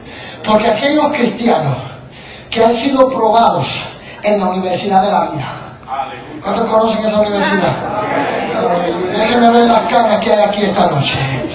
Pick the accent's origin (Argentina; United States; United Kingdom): United States; New York; Yo vengo de Nueva York, ¿sí? Yo vengo de Nueva York.